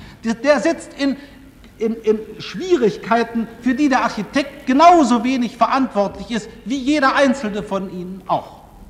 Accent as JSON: {"language": "German", "town": "Hanover", "region": "Lower Saxony", "country": "Germany", "said": "Ich komme aus Hannover"}